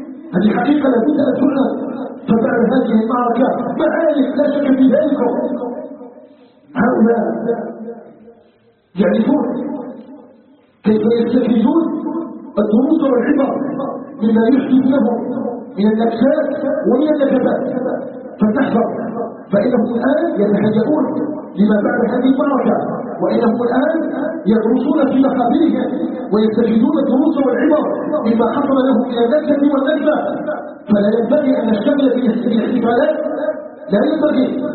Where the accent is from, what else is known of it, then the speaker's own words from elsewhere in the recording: Algeria; اللهم اجعل بلدنا الجزائر بلداً آمناً مطمئناً وسائر بلاد المسلمين.